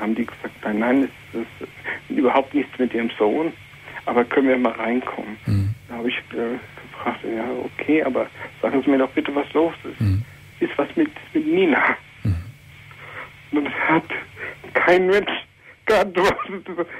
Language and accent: German; Hesse, Germany; meinen Heimatort, der ist Taunus, in der Nähe von Bad Homburg.